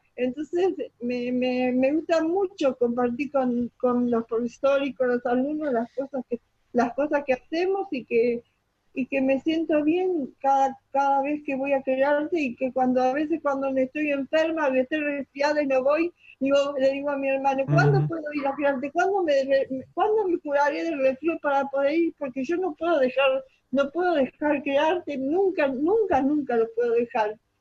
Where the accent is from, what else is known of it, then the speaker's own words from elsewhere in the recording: Buenos Aires, Argentina; now in Bariloche, Argentina; Soy de Buenos Aires, pero hace como 20 años que nos vinimos a vivir a Bariloche con mi hermano.